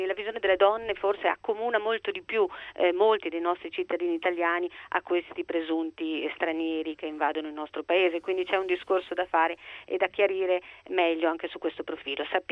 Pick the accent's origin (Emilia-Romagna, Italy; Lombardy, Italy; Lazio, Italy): Emilia-Romagna, Italy; Modena; io sono di Modena